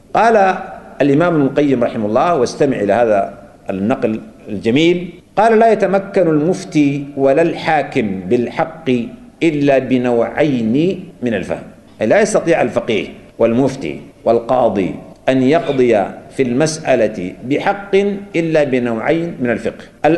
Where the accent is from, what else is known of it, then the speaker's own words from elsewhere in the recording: Sudan; نحن عندنا في السودان هنا